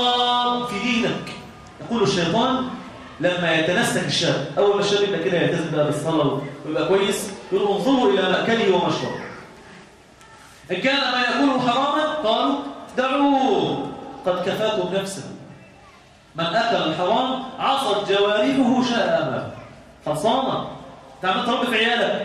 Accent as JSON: {"language": "Arabic", "country": "Egypt", "said": "لان احنا عندنا في مصر هذا المخالف ده"}